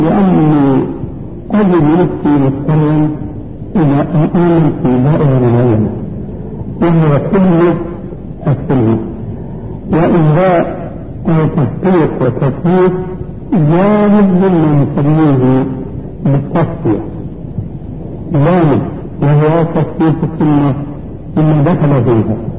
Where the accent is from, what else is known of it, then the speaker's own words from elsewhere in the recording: Syria; كما يقولون عندنا في سوريا